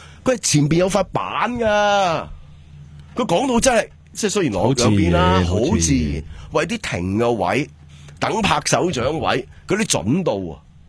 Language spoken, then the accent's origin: Cantonese; Hong Kong; 我哋香港人